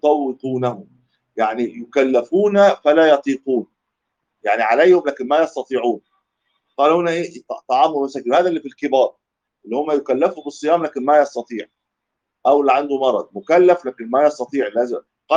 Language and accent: Arabic; Egypt; دي كلمه بتاع دي ما تلاقيش عندنا في مصر